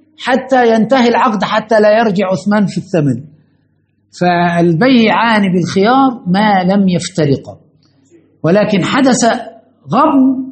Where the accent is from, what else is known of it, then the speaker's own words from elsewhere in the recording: Egypt; ده مشكلة عندنا في مصر في كل زمان ومكان